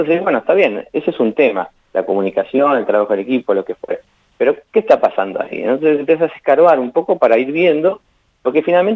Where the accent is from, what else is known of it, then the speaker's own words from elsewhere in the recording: Buenos Aires, Argentina; moved away; Yo soy de Buenos Aires y hace 12 años que vivo acá.